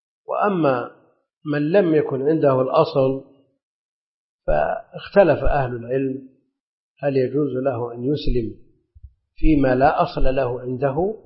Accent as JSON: {"language": "Arabic", "region": "Najd", "country": "Saudi Arabia", "said": "لأن هذا معروف عندنا في نجد يسمونه"}